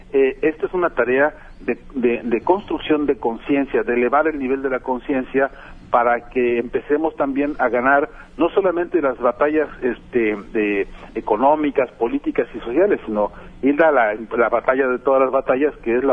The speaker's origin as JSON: {"language": "Spanish", "country": "Mexico", "said": "¿cómo no vamos a saber qué hacer ante eso los mexicanos que somos hijos de Emiliano Zapata, ¿no?"}